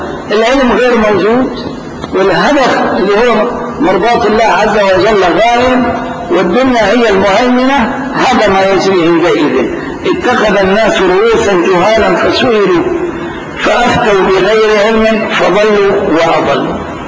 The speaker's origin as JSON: {"language": "Arabic", "town": "Damascus", "region": "Damascus Governorate", "country": "Syria", "said": "نعم، أيضا بلدتنا دمشق هكذا"}